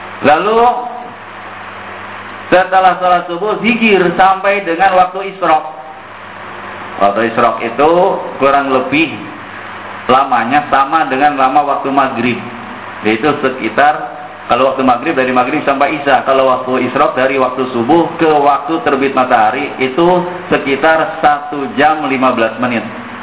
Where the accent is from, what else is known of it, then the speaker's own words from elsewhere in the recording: Jakarta, Indonesia; Dan saya orang Betawi bilangnya begitu.